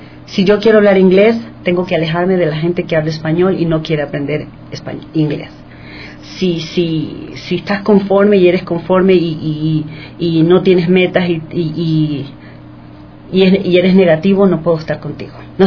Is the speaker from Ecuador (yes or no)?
yes; Ecuador; Yo soy ecuatoriana y cuando yo escucho mi acento, yo soy loca de ellos.